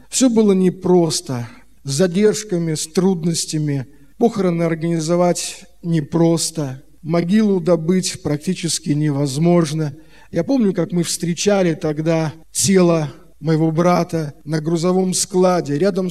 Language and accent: Russian; Saint Petersburg, Russia; Я родился 12 августа 1961 года. Родился в Петербурге, наша семья была, в общем-то, самой обычной семьей.